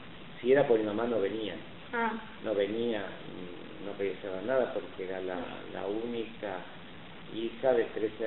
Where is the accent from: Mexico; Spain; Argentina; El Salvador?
Argentina; born there; Los dos somos nacidos en Argentina.